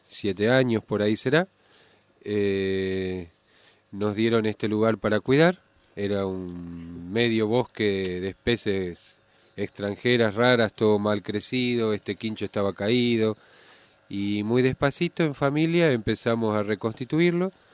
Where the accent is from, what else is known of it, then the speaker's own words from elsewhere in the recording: Jujuy, Argentina; now in Manzanares, Spain; para hacer lo que hacíamos antes en Jujuy, donde también teníamos una biblioteca, que era, los dos venimos de Jujuy